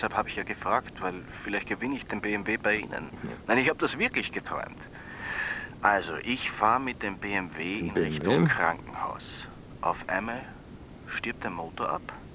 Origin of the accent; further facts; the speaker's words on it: Vienna, Austria; Ich bin aus Wien, bin Student im 5. Semester Medizin.